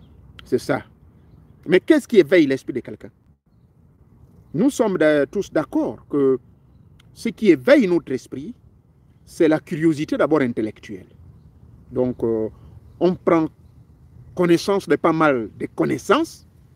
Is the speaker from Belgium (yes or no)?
no; Gabon